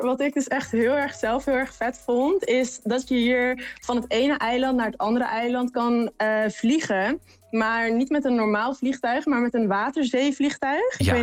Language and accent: Dutch; Netherlands; accent: Dutch; Dutch is a second language; En mijn accent in het Engels is natuurlijk heel erg Nederlands.